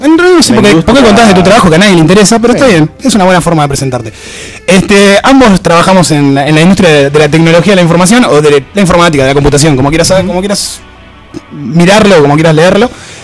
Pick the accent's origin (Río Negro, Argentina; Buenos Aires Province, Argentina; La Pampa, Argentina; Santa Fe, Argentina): Buenos Aires Province, Argentina; Lomas de Zamora; also born or lived in Banfield / Temperley; Nosotros que somos de Loma de Zamora, de Banfield, de Temperley.